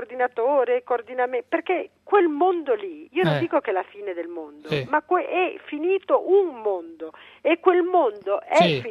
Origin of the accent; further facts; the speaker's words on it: Cuneo, Piedmont, Italy; perché siamo entrambi di Cuneo